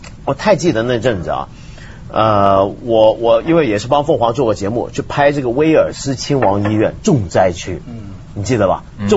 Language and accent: Chinese; Hong Kong; 当然我是香港人了